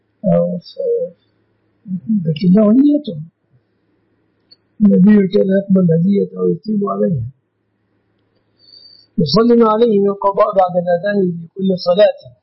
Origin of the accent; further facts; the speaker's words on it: Egypt; لأن الذهب في مصر في بلادنا مصر من الصداق